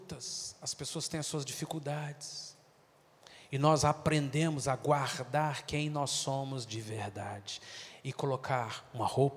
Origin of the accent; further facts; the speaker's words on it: Minas Gerais, Brazil; Se eu fosse baiano, seria mais fácil. Mas eu sou mineiro. Mineiro é muito desconfiado.